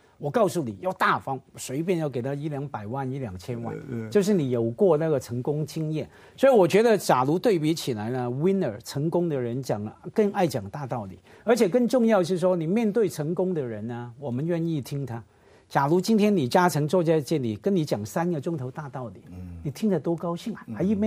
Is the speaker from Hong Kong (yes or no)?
yes; Hong Kong; 我作为香港人期待听到的专利的问题